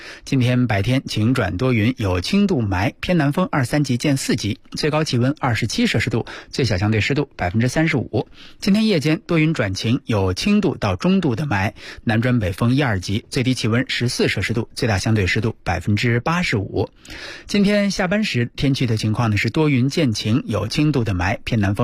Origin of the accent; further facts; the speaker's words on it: Beijing, China; 每年春天都得有这么几天，咱们北京人应该也习惯了。